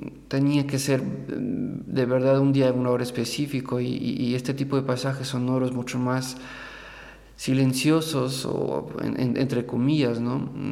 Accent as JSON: {"language": "Spanish", "region": "Querétaro", "country": "Mexico", "said": "por coincidencia me encontré en la ciudad de Querétaro, que es de ahí de donde vengo, de donde es mi familia."}